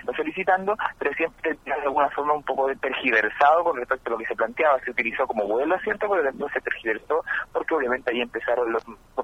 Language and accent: Spanish; Chile; parece que acá en Chile somos todos como los gringos